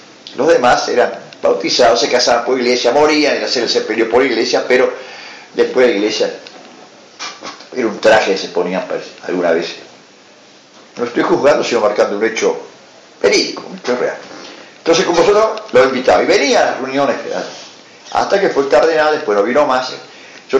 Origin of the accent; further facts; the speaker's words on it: Flores, Buenos Aires, Argentina; Yo soy nacido y criado en Flores. Y yo vivía en la calle Francisco Bilbao, entre Coronel Esteban Bolonín y Membrillar. Membrillar 541